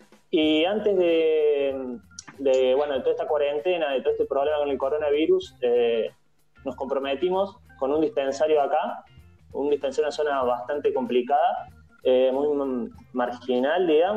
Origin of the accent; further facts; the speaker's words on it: Alta Gracia, Córdoba, Argentina; Yo soy de Altagracia, provincia de Córdoba, así que...